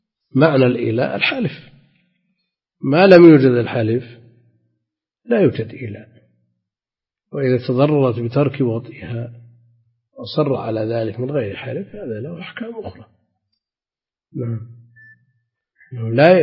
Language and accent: Arabic; Najd, Saudi Arabia; عندنا في نجد الأثر ظاهر.